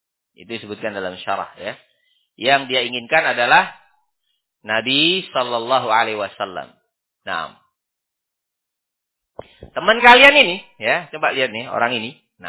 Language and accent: Indonesian; Sidayu, East Java, Indonesia; Sidayu ini kota barakallahu fikum ya. Nah, jangan antum anggap pelosok ini. Gak terima saya. Nah, saya ini orang Sidayu